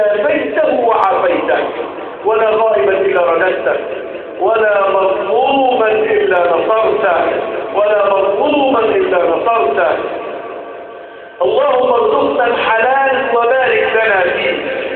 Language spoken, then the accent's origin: Arabic; Egypt; اللهم احفظ بلادنا مصر